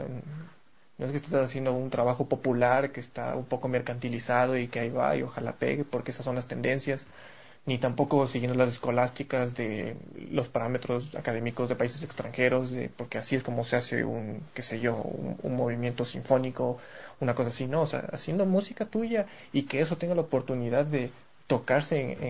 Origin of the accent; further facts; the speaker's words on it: Ecuador; como compositores y como ecuatorianos